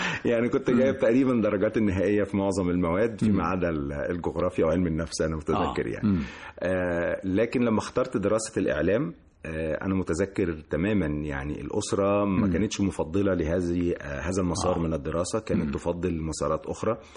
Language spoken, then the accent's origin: Arabic; Cairo, Cairo Governorate, Egypt; لكن أنا ولدت وربيت في شبرا